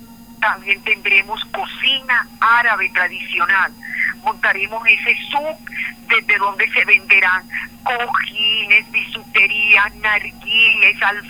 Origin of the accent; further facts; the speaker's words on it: Colombia; tener la capacidad de redescubrirme como árabe y poder seguir en la dialéctica cotidiana conociéndome como colombiana.